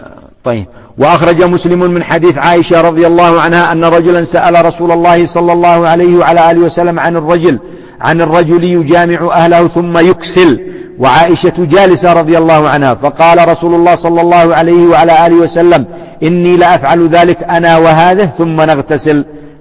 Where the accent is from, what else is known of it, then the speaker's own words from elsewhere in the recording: Yemen; وهذا موجود عندنا في اليمن